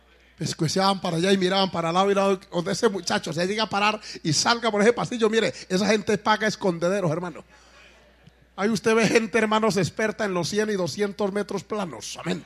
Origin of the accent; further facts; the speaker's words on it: Colombia; pero como yo soy colombiano, eso me electrizó, me gustó.